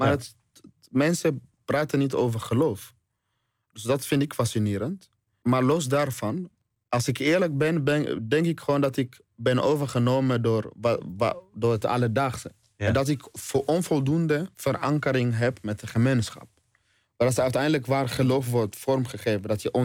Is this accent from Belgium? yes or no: no; DR Congo; now in Netherlands; Dat zie ik bijvoorbeeld in Congo, waar ik vandaan kom.